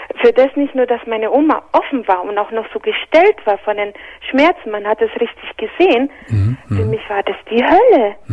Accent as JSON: {"language": "German", "country": "Spain", "second_language": "German", "said": "von meiner Familie, die in Spanien ist, also ich bin Spanierin"}